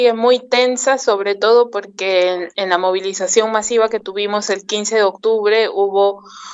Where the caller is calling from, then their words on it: Lima, Peru; Buenas tardes, saludos desde Lima, Perú. … de Corriente Maru.